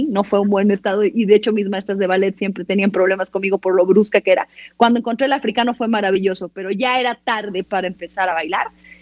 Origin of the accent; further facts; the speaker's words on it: Tehuacán, Puebla, Mexico; born there; Yo fui la única en mi familia que nací en Tehuacán.